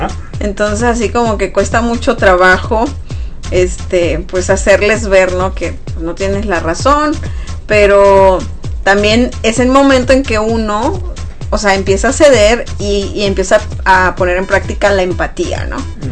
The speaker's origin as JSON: {"language": "Spanish", "region": "Sonora", "country": "Mexico", "said": "la carrilla de por ejemplo, de Sonora, para los que somos sonorenses, es muy peculiar"}